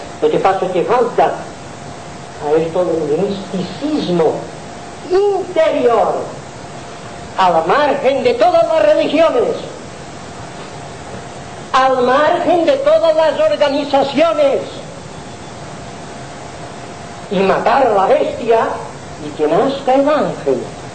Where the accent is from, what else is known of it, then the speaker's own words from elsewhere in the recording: Balearic Islands, Spain; soy mallorquín, así es